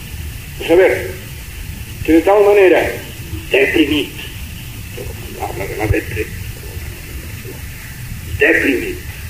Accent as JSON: {"language": "Spanish", "region": "Catalonia", "country": "Spain", "first_language": "Catalan", "second_language": "Spanish", "said": "hablo en mi lengua catalana, solo me satisface a mí mismo y a mis coterráneos"}